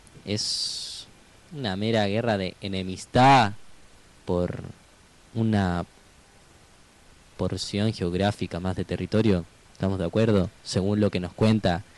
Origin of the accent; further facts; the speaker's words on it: Paraguay; Algo que en mi país hasta hoy día, casi 200 años después, nos sigue erizando la piel